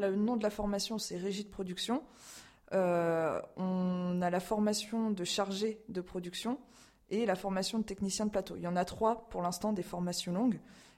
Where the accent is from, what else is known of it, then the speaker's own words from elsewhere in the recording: Châteauroux, Centre-Val de Loire, France; born there; also born or lived in Orléans; je suis née à Châteauroux et puis j'ai passé 10 ans à Orléans avant de repartir pour Châteauroux et Issoudun ces trois dernières années.